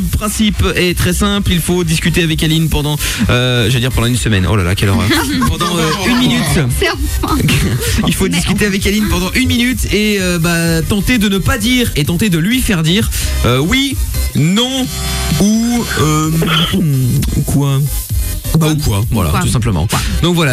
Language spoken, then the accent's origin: French; Portugal; moi je peux le faire parce que je suis portugais